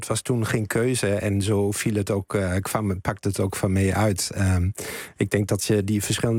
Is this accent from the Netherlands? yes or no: no; Germany; Dutch is a second language; Ik ben Duitser